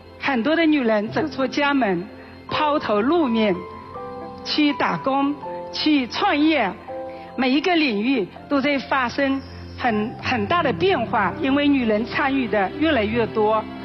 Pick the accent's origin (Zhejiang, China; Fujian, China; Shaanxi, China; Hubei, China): Zhejiang, China; born there; 我出生于浙江省的一个普通山川，十五六岁开始，我和村里的大男人们一起干农活修水库。